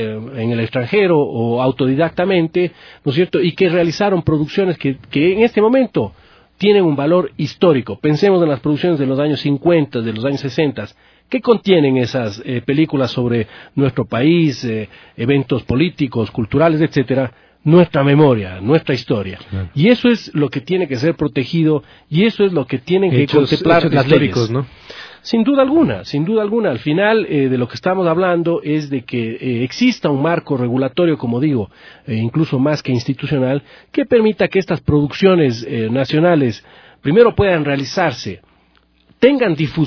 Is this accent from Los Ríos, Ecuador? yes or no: no; Cuenca, Azuay, Ecuador; born there; also born or lived in Paris; now in Quito, Ecuador; Nací en Cuenca en 1971 y resido en la ciudad de Quito desde 1997. Los últimos 2 años y medio como agregado cultural del Ecuador en Francia he estado residiendo en París.